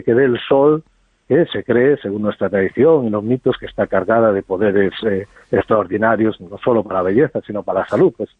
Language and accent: Spanish; Vigo, Galicia, Spain; born there; Yo recuerdo, yo nací en Vigo, en mi barrio